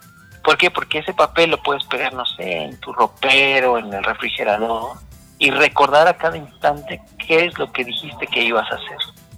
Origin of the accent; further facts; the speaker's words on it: Mexico; creo que los latinos somos, y los mexicanos desde luego, somos muy dados a echarnos la mano